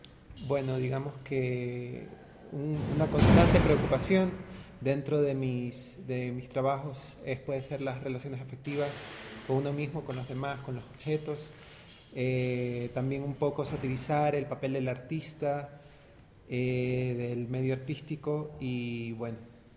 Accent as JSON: {"language": "Spanish", "town": "Guayaquil", "region": "Guayas", "country": "Ecuador", "said": "de Guayaquil."}